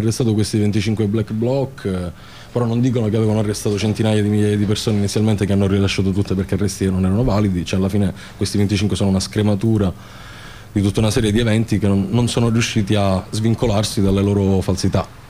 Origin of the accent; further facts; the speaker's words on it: Palermo, Sicily, Italy; non siamo di Genova, siamo di Palermo